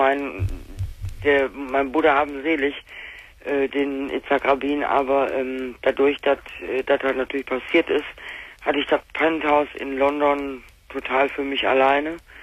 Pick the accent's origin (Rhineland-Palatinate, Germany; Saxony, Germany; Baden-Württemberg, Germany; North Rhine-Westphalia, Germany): North Rhine-Westphalia, Germany; now in Hesse, Germany; Bei uns im Ruhrgebiet, ich bin jetzt in Hessen hier, bei uns im Rheinland, die Preise sind im Arsch.